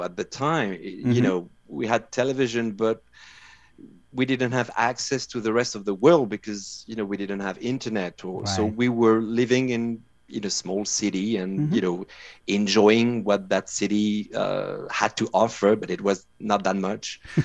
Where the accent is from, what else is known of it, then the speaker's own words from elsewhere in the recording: Brittany, France; now in United States; You know, I'm from Brittany.